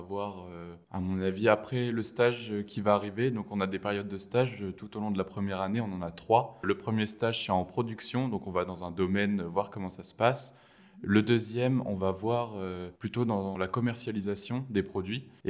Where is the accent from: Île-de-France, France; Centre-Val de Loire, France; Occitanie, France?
Centre-Val de Loire, France; Argenton-sur-Creuse; Moi, je viens d'Argenton-sur-Creuse, dans l'Indre.